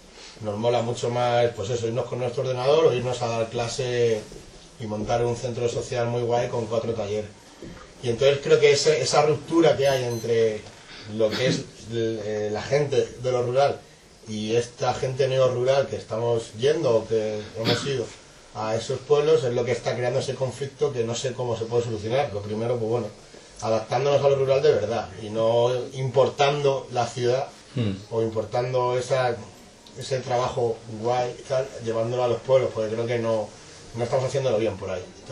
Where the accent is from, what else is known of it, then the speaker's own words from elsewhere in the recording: Region of Murcia, Spain; Pero soy de Murcia, además.